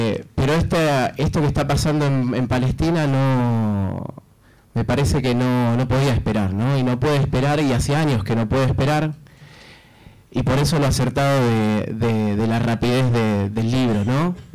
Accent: Argentina; como argentinos, como sudamericanos, siempre tratamos de hacer geopolítica situada

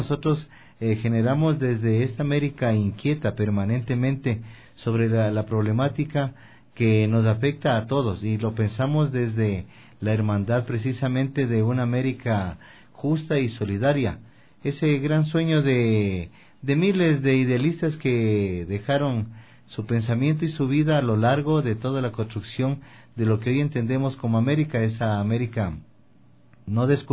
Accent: Ecuador; nosotros como ecuatorianos y con nuestra identidad no hemos bajado a partir de aquella fecha los brazos.

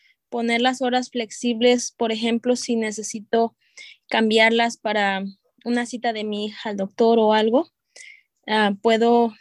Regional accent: Zamora, Michoacán, Mexico; moved away; Tengo 22 años aquí en este país y soy de Michoacán, Zamora, Michoacán.

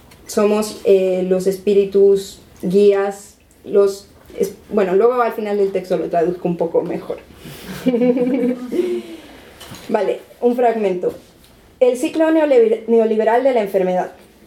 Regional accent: Bolivia; moved away as an adult; also born or lived in United States; now in Spain; Yo soy de Bolivia, me fui a los 18, llevo bastante tiempo en España, pero luego he vivido en Estados Unidos

